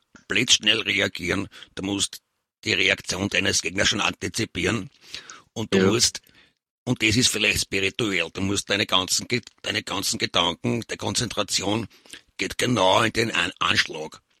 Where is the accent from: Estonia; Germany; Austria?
Austria; Lower Austria; now in Vienna, Austria; Ich komme aus Niederösterreich, bin aber in Wien jetzt.